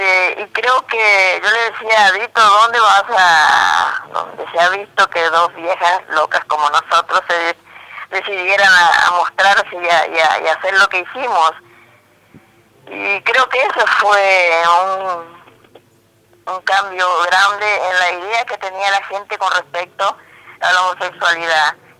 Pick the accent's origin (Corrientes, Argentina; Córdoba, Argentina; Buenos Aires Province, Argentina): Corrientes, Argentina; Goya; Que yo soy de Goya, Corrientes.